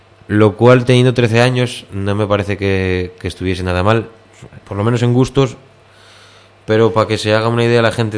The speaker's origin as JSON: {"language": "Spanish", "town": "León", "region": "Castile and León", "country": "Spain", "tie": "born or raised there", "said": "con un compañero de mi pueblo, de León"}